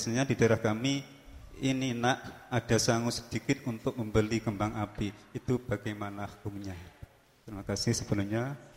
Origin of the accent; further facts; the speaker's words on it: East Java, Indonesia; biasanya di daerah saya Jawa Timur